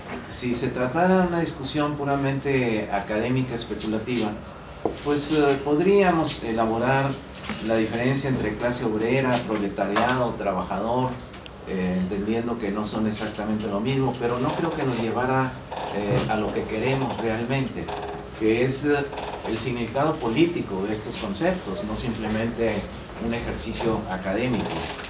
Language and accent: Spanish; Mexico; Yo soy de México, repito … también vine para el Congreso de Alaste